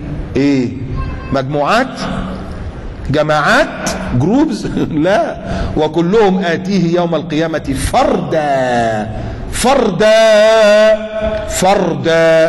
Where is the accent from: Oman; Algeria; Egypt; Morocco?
Egypt; الزلزال اللي كان حصل عندنا في مصر في التسعينات